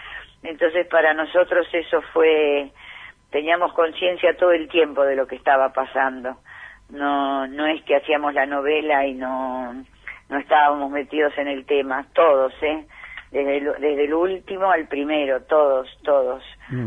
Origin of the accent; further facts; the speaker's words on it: Argentina; está en nosotros como argentinos hacer que cambien